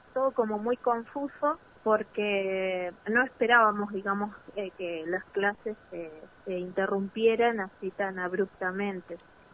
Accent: Chos Malal, Neuquén, Argentina; soy de Chosmalal.

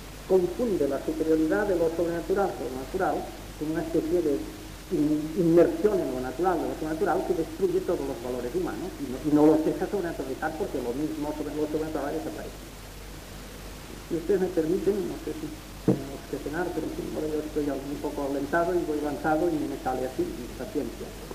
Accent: Asturias, Spain; yo soy asturiano

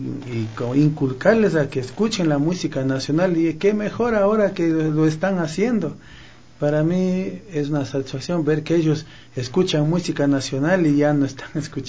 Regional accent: San José de Minas, Pichincha, Ecuador; yo siempre amé la música nacional, igual mis padres, yo... soy de San José de Minas y ahí pues siempre se escuchó la música nacional.

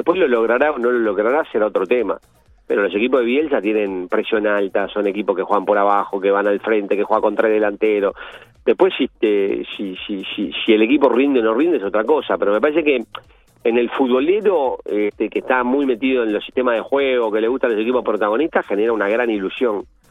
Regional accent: Uruguay; cómo somos los uruguayos

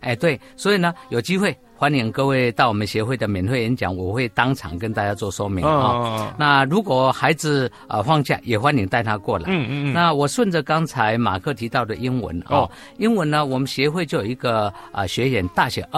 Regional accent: Taiwan; accent: Taiwanese Mandarin; 你的很标准，我的呢，我的有一点台湾国语哈，不是那么标准。

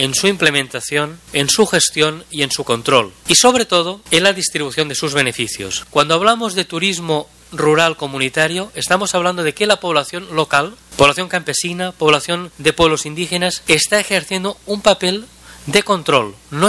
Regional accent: Catalonia, Spain; yo como español o catalán

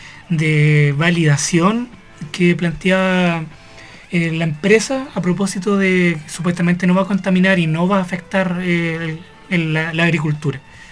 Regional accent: Tomé, Biobío, Chile; yo soy de Tomé y ahí igual es irrisorio cómo estos grupos se conforman

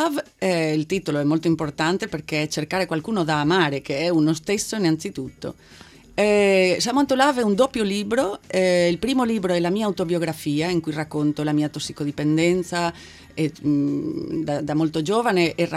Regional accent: Spain; Italian is a second language; also born or lived in Milan

